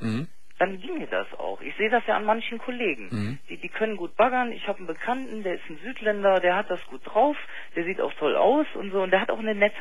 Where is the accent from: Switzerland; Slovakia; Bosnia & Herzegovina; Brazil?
Brazil; now in Germany; Also ich bin in Deutschland geboren, bin in Brasilien groß geworden.